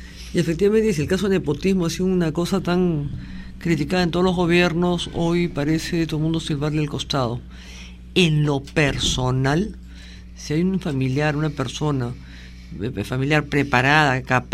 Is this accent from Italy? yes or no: no; Peru; Los principales invitados de este evento, yo creo, somos los peruanos.